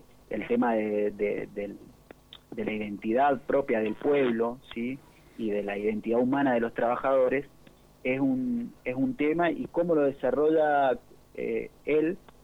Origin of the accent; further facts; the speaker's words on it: San Rafael, Mendoza, Argentina; now in Mendoza, Argentina; yo soy de San Rafael, me vine hace un par de años acá a Ciudad Mendoza